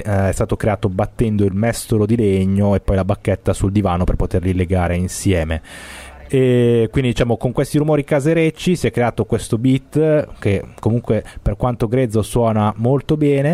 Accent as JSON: {"language": "Italian", "town": "Cesate", "region": "Lombardy", "country": "Italy", "said": "quindi quasi vicini di casa con me, che sono di Cesate."}